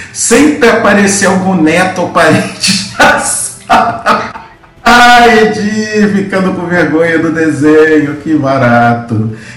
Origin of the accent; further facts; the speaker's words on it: São Paulo, Brazil; born there; Minha família é cearense, eu nasci em São Paulo, meu pai e minha mãe migraram nos anos 90